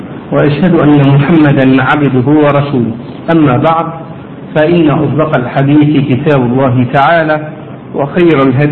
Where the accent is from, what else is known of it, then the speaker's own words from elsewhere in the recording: Egypt; طبعا احنا يمكن الزكاة الماشية مش مطروقة عندنا في مصر، وكذلك زكاة الزروع مش موجودة هنا في مصر